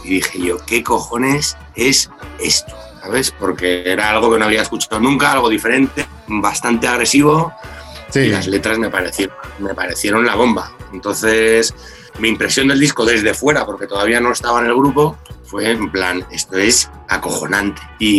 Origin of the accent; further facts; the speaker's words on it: Madrid, Community of Madrid, Spain; somos todos de Madrid. Bueno, Marco no, el que es de Burgos, pero bueno, todos vivimos en Madrid.